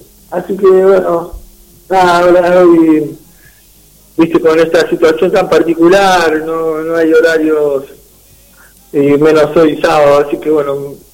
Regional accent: Remedios de Escalada, Buenos Aires Province, Argentina; born there; imagínate que yo nací en Escalada

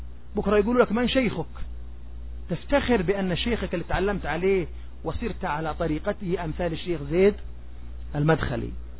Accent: Jordan; أنا أردني، عتيبي صحيح، تفضل، أنا عتيبي صحيح لكن أردني

